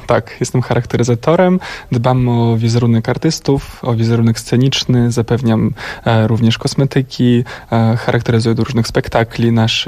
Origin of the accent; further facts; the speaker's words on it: Moldova; now in Poland; Tak, ja pochodzę z Mołdawii. W Polsce mieszkam od 11 lat.